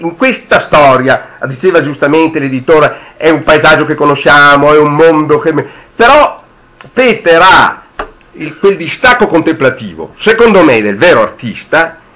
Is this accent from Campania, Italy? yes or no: no; Verona, Veneto, Italy; perché io sono veronese, io sono sempre venuto in vacanze in Alto Adige